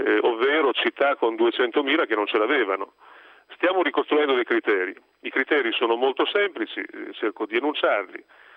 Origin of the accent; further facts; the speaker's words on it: Rimini, Emilia-Romagna, Italy; io sono anch'io dell'Adriatica, vengo da Rimini.